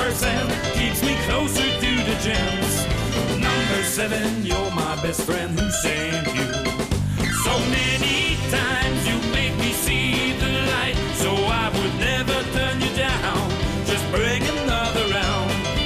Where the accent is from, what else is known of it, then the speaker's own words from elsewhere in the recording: Paris, Île-de-France, France; Paris, c'est une atmosphère un peu spéciale. Moi, ça va, je suis né ici, je suis parisien, donc...